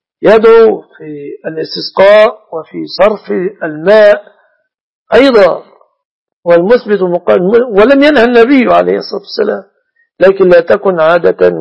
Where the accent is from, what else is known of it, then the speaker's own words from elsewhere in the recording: Egypt; إذا كانت تركب مثلا كما تركب النساء عندنا في مصر ميكروباص